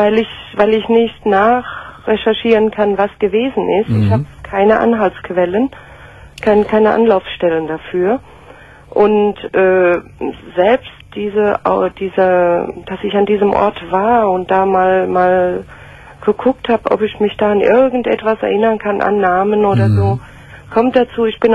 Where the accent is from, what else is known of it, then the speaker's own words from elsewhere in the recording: Rhineland-Palatinate, Germany; In der Pfalz.